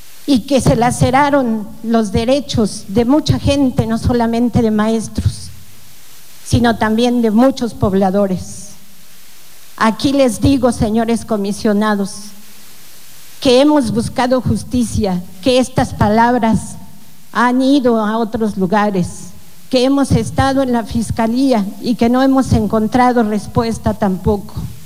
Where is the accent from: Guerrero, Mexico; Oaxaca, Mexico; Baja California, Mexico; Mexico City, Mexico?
Oaxaca, Mexico; porque soy mujer, porque soy oaxaqueña, porque soy digna